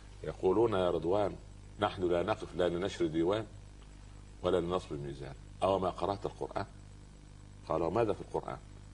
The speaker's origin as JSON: {"language": "Arabic", "region": "Upper Egypt", "country": "Egypt", "said": "يقول عندنا في الصعيد على القدر برمة"}